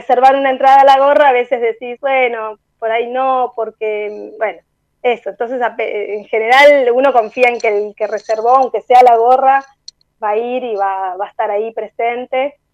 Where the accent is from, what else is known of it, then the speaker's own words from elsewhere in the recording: Buenos Aires, Argentina; que está acá en nuestro barrio, en Parque Patricios. Nosotros también somos de Parque Patricios.